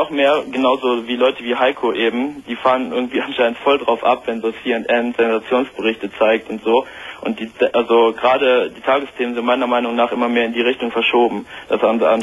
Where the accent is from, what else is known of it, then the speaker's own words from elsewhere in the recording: Solingen, North Rhine-Westphalia, Germany; ich komme jetzt aus Solingen